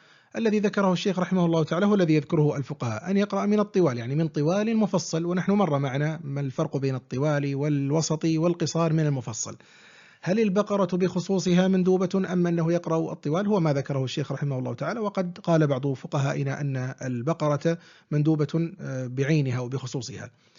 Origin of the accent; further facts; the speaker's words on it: Al-Ahsa, Eastern Province, Saudi Arabia; وقد كان في بلدنا الأحساء كسوف كامل حلقي كامل يعني شاهده الناس